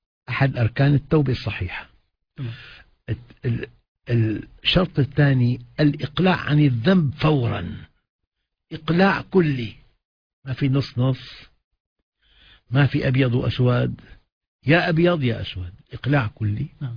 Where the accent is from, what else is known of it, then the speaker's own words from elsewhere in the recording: Aleppo, Aleppo Governorate, Syria; أنا أخ من حلب